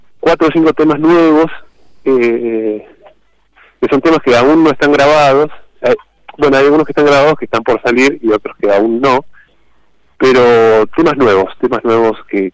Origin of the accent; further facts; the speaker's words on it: Córdoba, Argentina; also born or lived in Buenos Aires; Yo vivo en Córdoba, yo nací en Buenos Aires en particular, pero vivo en Córdoba desde los 7 años y un poco me crié acá.